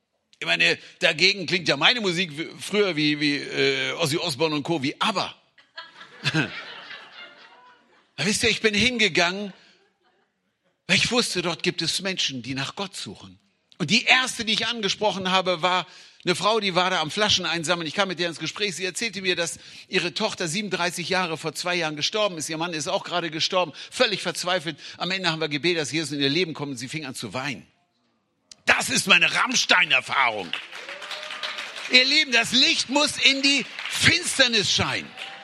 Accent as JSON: {"language": "German", "town": "Hanover", "region": "Lower Saxony", "country": "Germany", "said": "denkst du, ich bin in Saudi-Arabien geboren, aber ich komme aus Hannover. Ich komme aus Hannover."}